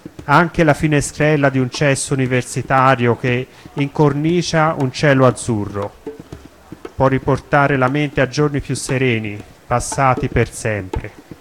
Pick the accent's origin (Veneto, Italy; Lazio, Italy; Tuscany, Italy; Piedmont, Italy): Tuscany, Italy; Florence; io sono nato qui a Firenze, sono qui fiorentino, però mi sento cosmopolita, cittadino del mondo.